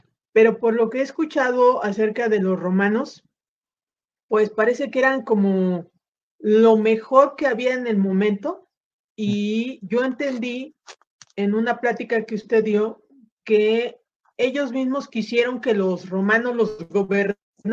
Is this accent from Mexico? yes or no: yes; Mexico; de México.